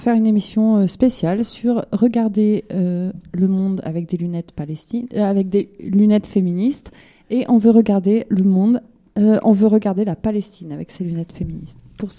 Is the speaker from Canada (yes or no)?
no; France; c'est que j'ai grandi en France